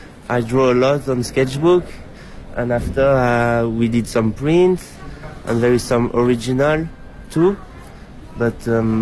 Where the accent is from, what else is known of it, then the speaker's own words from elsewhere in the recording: France; now in Switzerland; I live in Switzerland, I'm from France